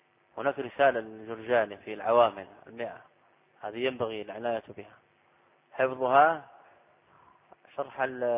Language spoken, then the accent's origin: Arabic; Saudi Arabia; أنا لست من أهل مصر. تسأل أهل البلد، هذا من غرائب على الطلاب سبحان الله. يعني أنا قادم من السعودية تحشرني في مسائل